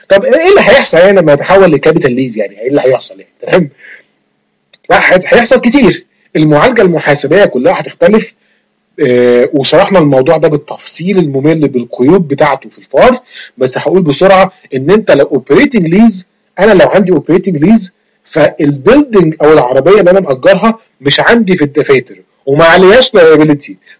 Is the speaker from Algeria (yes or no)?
no; Egypt; زي ما بنقول كده عندنا في مصر